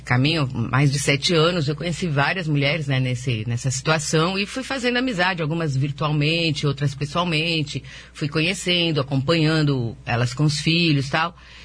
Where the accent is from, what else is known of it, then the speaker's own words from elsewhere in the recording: São Paulo, Brazil; eu viajei para 4 estados fora de São Paulo, que eu sou de São Paulo